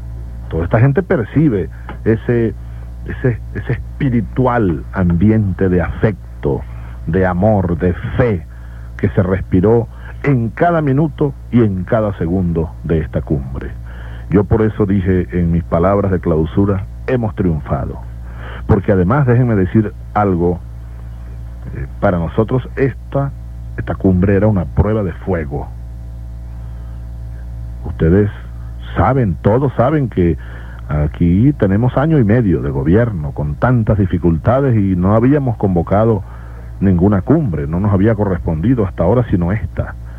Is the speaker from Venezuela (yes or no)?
yes; Venezuela; decirles al pueblo venezolano, a ustedes, hermanos, donde quiera que estén en este momento, hombres de mi pueblo, mujeres de mi pueblo, niños de mi pueblo